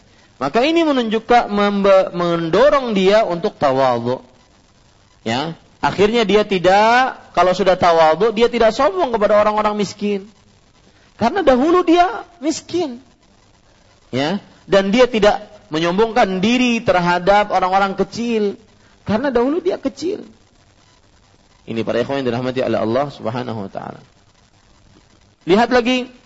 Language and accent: Indonesian; Kalimantan, Indonesia; kalau saya masih mending orang Kalimantan mau masuk ke rumah beliau pakai bahasa Indonesia boleh